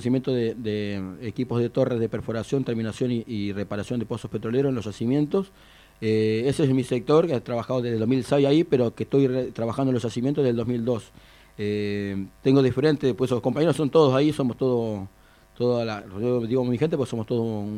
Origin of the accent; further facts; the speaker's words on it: Comodoro Rivadavia, Chubut, Argentina; Yo soy nacido y criado en Comodoro Rivadavia, desde que nací vivo en el mismo barrio